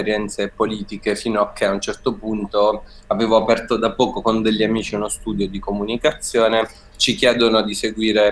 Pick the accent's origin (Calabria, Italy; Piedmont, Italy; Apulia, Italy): Apulia, Italy; Che secondo me da pugliese per me è venuta fuori un po' come contraccolpo